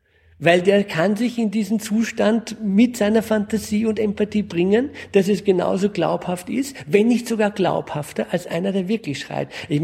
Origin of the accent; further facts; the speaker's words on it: France; Ich bin in Frankreich groß geworden. Also wir sind immer in einem anderen Land sozialisiert gewesen.